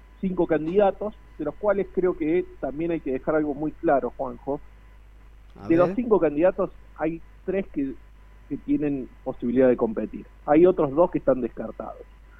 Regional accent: Río Cuarto, Córdoba, Argentina; now in Buenos Aires, Argentina; Yo soy oriundo de Río Cuarto, pese a que hace ya 22 años que vivo en Buenos Aires

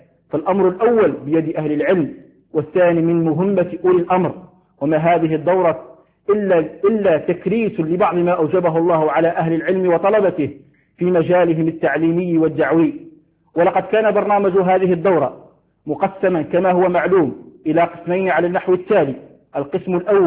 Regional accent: Algeria; حال الأحوال الجوية في بلدنا الجزائر حرصها الله من كل سوء

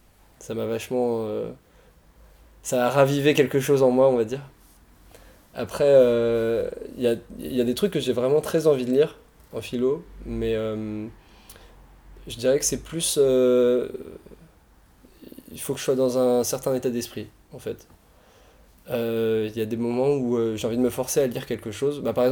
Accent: France; Mais en tant que Français, on s'est pas fait embêter déjà

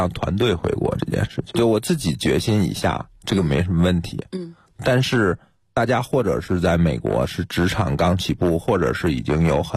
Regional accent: Beijing, China; 很简单，我是北京人，这片土地特别熟悉

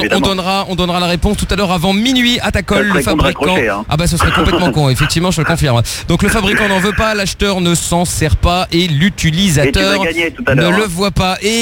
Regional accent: Portugal; En tant que Portugais, faut que je prenne une équipe.

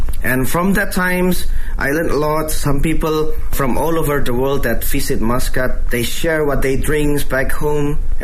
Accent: Indonesia; born there; English is a second language

